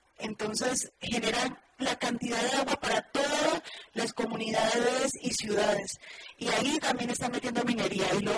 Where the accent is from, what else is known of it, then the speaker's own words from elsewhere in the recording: Colombia; now in Mexico; soy colombiana. Y pues allá también nos encontramos con un problema muy, muy grave.